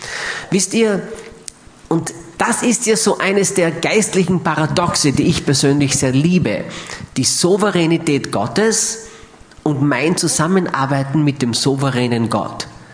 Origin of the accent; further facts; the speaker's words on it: Austria; ich fühle mich so richtig, wie man bei uns in Österreich schon so schön sagt, ich fühle mich so richtig sauwohl bei euch.